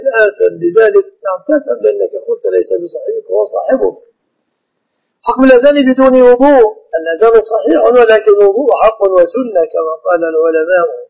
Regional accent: Egypt; في الغالب أن الذين يعلقون الطلاق في بلادنا مصر يقصدون به التهديد

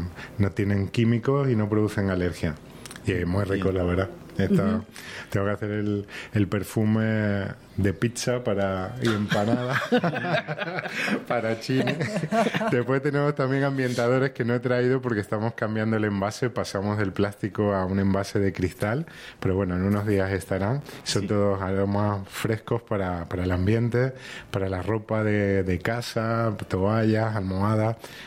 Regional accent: Spain; now in Argentina; llevo poquito tiempo, 5 años en la zona, soy de España. Y mientras hacía mi casita, alquilaba en Merlo.

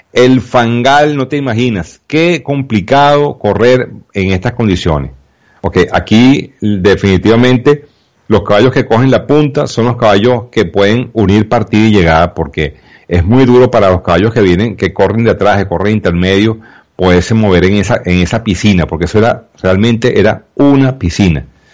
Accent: Venezuela; muy para nosotros los venezolanos. Bueno, muy a mi pesar, pues, como en venezolano

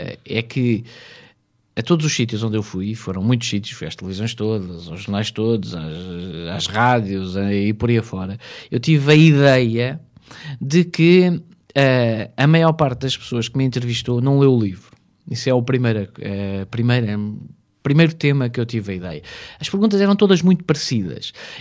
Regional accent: Portugal; chegámos porque somos portugueses.

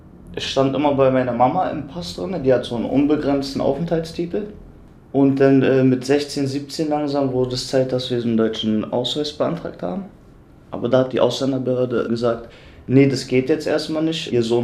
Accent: Germany; born there; Aber ich bin ja in Deutschland geboren, ich kenne nichts anderes.

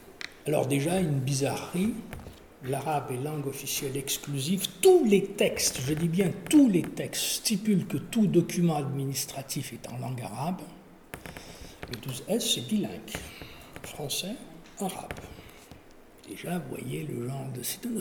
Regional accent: France; born there; Il se trouve que je suis né en France. Et donc, j'ai été déclaré à l'été civil en France. Et comme beaucoup de Kabyles

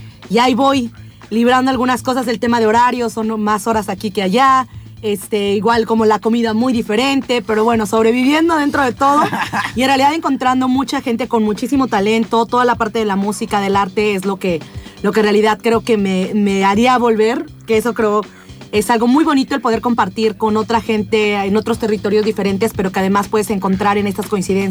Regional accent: Mexico; Bueno, sí, yo soy de México. Estoy aquí hace un par de semanas.

